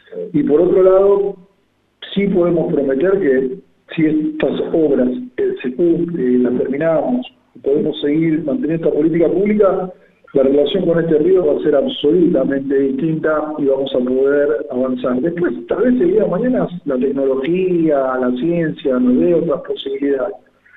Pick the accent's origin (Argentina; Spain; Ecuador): Argentina; Buenos Aires; digo del lado este porque soy porteño